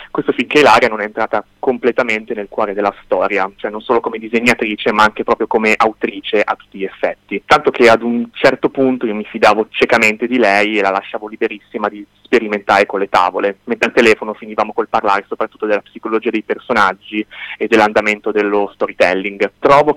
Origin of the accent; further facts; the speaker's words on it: Cesenatico, Emilia-Romagna, Italy; io vivendo nella Romagnola mi sono proprio basato sul mio paese che è Cesenatico